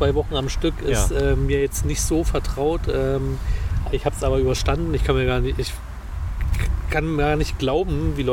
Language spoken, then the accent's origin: German; Berlin, Germany; die man als Berliner nicht so vor die Flinte bekommt. Sowas wie Austernfischer. Möwen, klar, haben wir in Berlin auch.